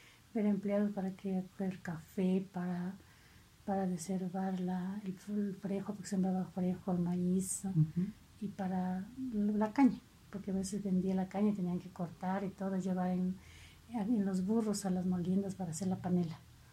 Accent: Vilcabamba, Loja, Ecuador; born there; Nací en Vilcabamba el 28 de mayo de 1972.

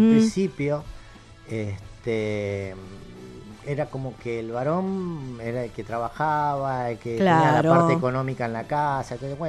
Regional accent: Buenos Aires, Argentina; yo nací en Capital, pero siempre vivimos acá. La así familia se arraigó. O sea, yo soy el primer porteño de una familia de entrerrianos. Todos entrerrianos. Entonces, cuando vinieron de Entre Ríos, yo fui el primer porteño.

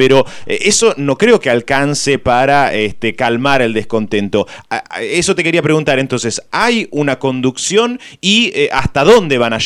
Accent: Chile; yo me enfermo en Chile, soy chileno.

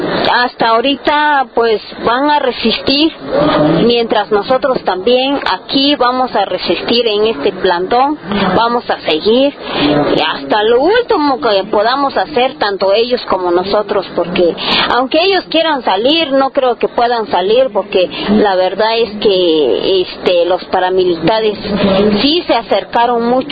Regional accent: San Juan Copala, Oaxaca, Mexico; que somos mujeres de San Juan Copala

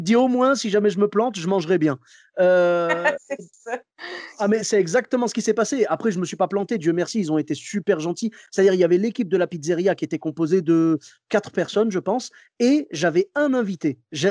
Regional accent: Bordeaux, Nouvelle-Aquitaine, France; moi, je devais retourner travailler chez moi à Bordeaux.

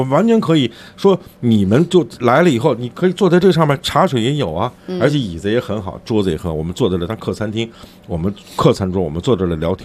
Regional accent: China; 我们中国人一个习惯你知道吗

